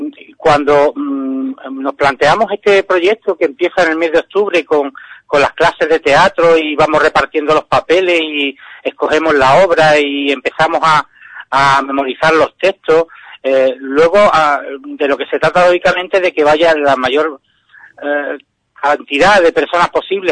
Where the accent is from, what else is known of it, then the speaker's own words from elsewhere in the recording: Ubrique, Andalusia, Spain; somos gente de Ubrique las que lo llevamos adelante.